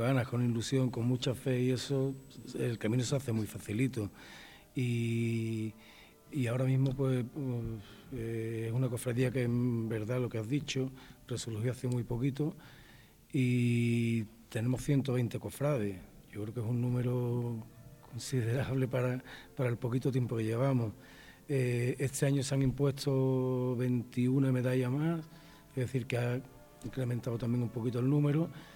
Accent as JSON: {"language": "Spanish", "town": "Jerez de la Frontera", "region": "Andalusia", "country": "Spain", "lives_now": "Valladolid, Spain", "said": "40 años de cofrade en Jerez de la Frontera, en mi tierra, pero 6 años aquí en Valladolid"}